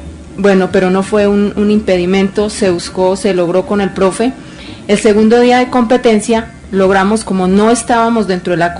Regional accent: Pacho, Cundinamarca, Colombia; desde que uno pisa tierras chilenas, ya uno no dice, soy del Instituto Agrícola, soy de Pacho, sino soy colombiano.

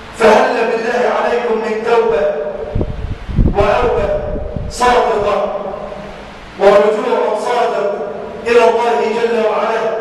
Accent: Egypt; اللهم اجعل بلادنا مصر عنا الأمانة، سخاء رخاء،

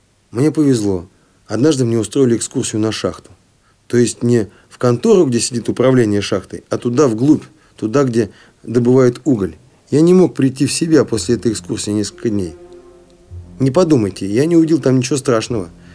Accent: Siberia, Russia; только тогда, когда выехал в шахтерский город в 100 километрах от областного центра, то есть от моего родного города

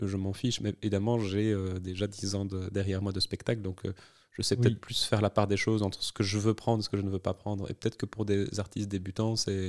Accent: Liège, Wallonia, Belgium; moved away as an adult; now in Brussels, Belgium; je suis liégeois, j'ai emménagé à Bruxelles dans le cadre de mes études en 2009.

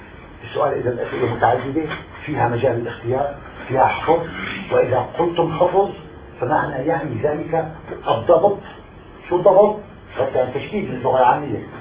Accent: Syria; أنا أستطيع كسوري عربي سوري أستطيع أن أقرأ خط المكتوب

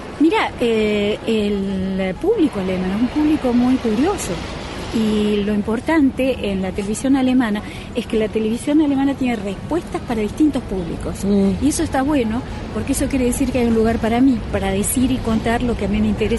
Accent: Córdoba, Argentina; also born or lived in United States; yo soy de Córdoba

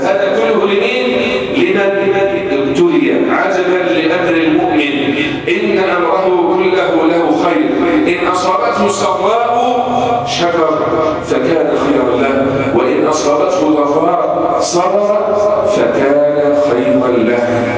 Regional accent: Egypt; اللهم احفظ بلدنا مصر

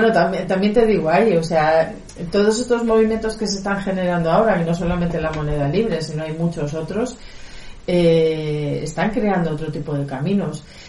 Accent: Madrid, Community of Madrid, Spain; yo vengo de Madrid, llevo viviendo aquí casi 2 años

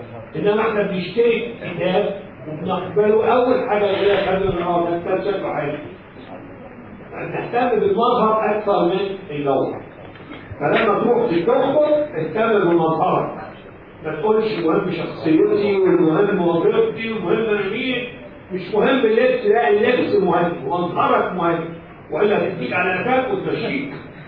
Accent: Egypt; هو اليوناني وانا مصري يعني

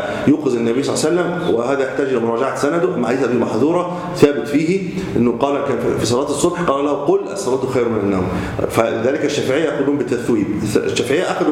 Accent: Egypt; لذلك كثير من المساجد وليس عندنا في مصر

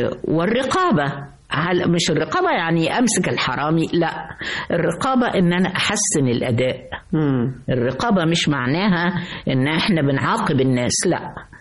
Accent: Egypt; أنا مصرية حتى النخاعة، ولا أستطيع أن أنا أبعد عن مصر إلا لعمل وأرجع جري

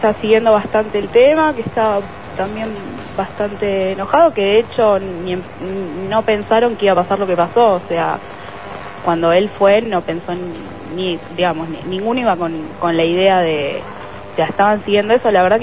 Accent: Almagro, Buenos Aires, Argentina; De Almagro.

